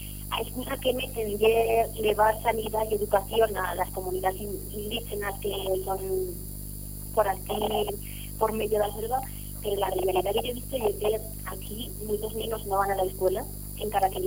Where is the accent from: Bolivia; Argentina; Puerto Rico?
Bolivia; es que ahora soy tornada de la Amazonía boliviana